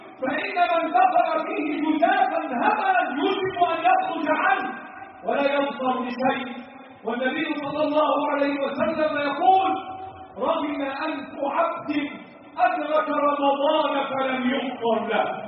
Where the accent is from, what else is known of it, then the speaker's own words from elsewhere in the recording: Egypt; اللهم احفظ بلدنا مصر وسائر بلاد